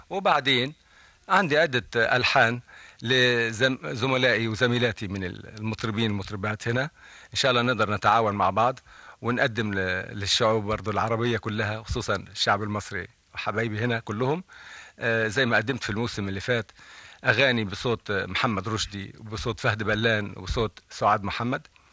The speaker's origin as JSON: {"language": "Arabic", "country": "Egypt", "said": "أنا لا يمكن أتخلى عن بلدي مصر ولا يمكن أي بلد في الدنيا أحبها زي ما بحب مصر، لكن أنا رجل عربي وأحب العروبة"}